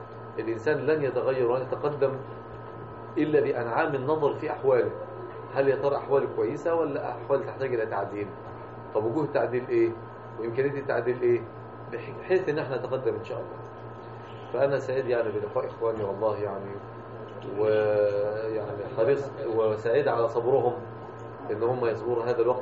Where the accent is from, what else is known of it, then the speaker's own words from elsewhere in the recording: Mansoura, Dakahlia, Egypt; يعني إحنا عندنا في المنصورة كثير جدا من أهل المنصورة ما يعرفوش الشغل بتاعنا في المنصورة